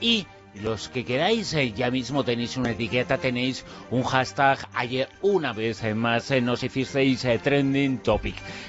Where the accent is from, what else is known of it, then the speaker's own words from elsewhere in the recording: Galicia, Spain; born there; No solamente es nuestra tierra, la tierra en la que nacimos muchos de los que estamos aquí, pero es que hoy todos somos paisanos de Galicia.